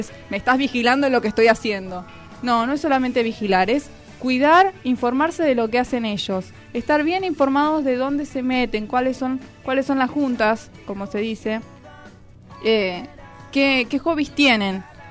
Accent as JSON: {"language": "Spanish", "town": "Pilar", "region": "Buenos Aires Province", "country": "Argentina", "said": "Yo soy de Pilar y tengo alumnos"}